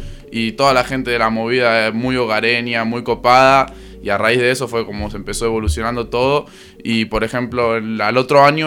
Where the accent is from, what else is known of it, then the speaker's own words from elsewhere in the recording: Mar del Plata, Buenos Aires Province, Argentina; born there; now in Córdoba, Argentina; en Mar del Plata, que es donde yo nací en realidad, aunque vivo acá desde los 3 años.